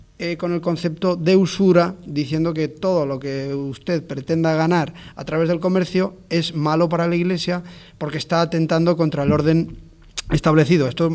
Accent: Castile, Spain; por ejemplo, de donde yo vengo, hay pueblos castellanos que la gente va a rezar, pues a rezar vísperas, va a rezar completas, va a rezar laudes, ¿no?

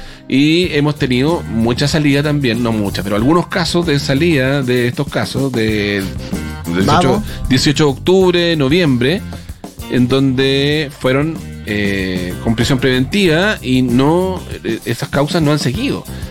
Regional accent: Temuco, Araucanía, Chile; Perdóname, soy de Temuco. Mi sangre lo lleva.

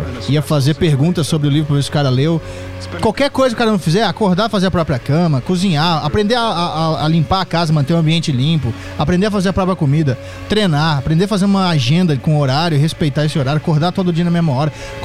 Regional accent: Minas Gerais, Brazil; Eles são lá de Minas, minha terra.

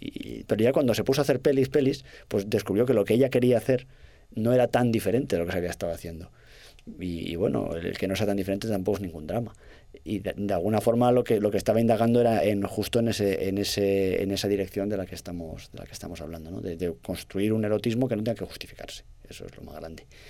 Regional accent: Castellón, Valencian Community, Spain; como si hiciésemos porno hecho por labriegos de mi tierra, de Castellón

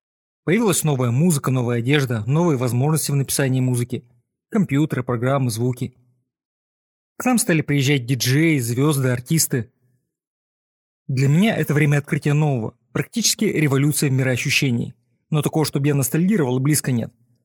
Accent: Saint Petersburg, Russia; Мы сами из Питера

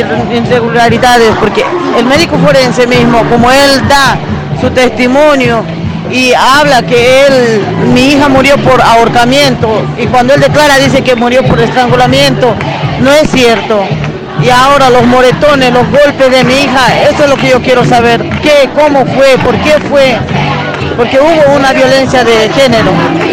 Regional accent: Potosí, Bolivia; Bueno, yo soy boliviana, soy de Potosí, y mi hija también es de Potosí.

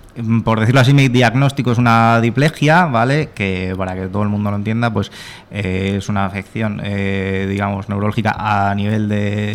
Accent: Elche, Valencian Community, Spain; yo tengo 29 años, casi recién cumplidos, y nada, soy de Elche, vivo en Elche, trabajo aquí en Alicante

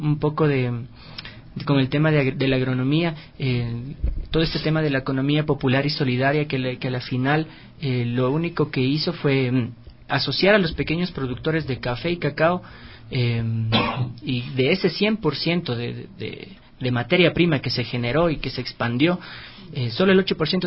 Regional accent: Ecuador; Somos capaces los ecuatorianos de en serio reafirmar una revolución

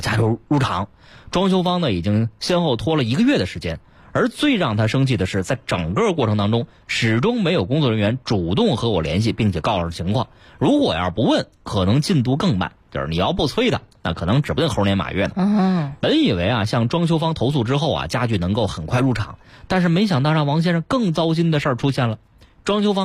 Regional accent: Hubei, China; 我是湖北的，家里边吃热干面比较多

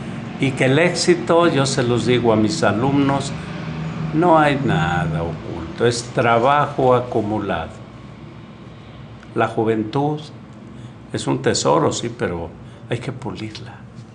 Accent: Tlaquepaque, Jalisco, Mexico; Ah, pues es mi paisano, yo soy de Tlaquepaque.

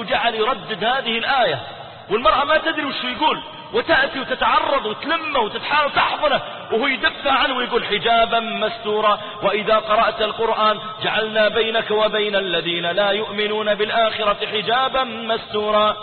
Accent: Riyadh, Riyadh Province, Saudi Arabia; أذكر واحد من الشباب عندنا في الرياض

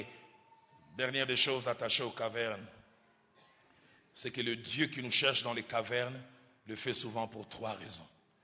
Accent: Kinshasa, DR Congo; Chez moi, à Kinshasa, il y a beaucoup de maisons achevées.

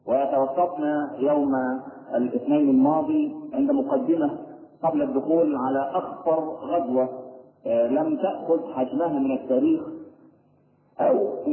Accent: Egypt; لكن إحنا كمصريين معتبرين العيش هو ده اللي هو.

